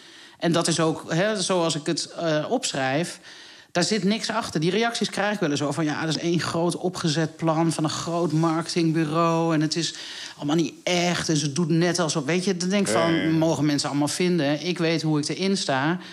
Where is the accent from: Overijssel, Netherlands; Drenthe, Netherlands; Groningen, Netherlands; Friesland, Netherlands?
Overijssel, Netherlands; Deventer; Ik kom uit Deventer